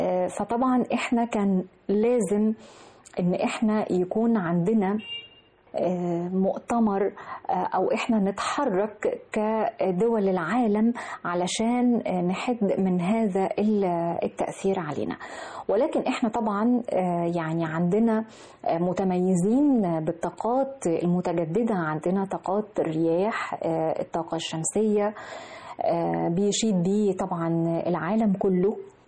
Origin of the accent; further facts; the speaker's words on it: Egypt; ده فخر لنا جميعا كمصريين إن هذا العدد الهائل يكون عندنا في أرضنا مصر الحبيبة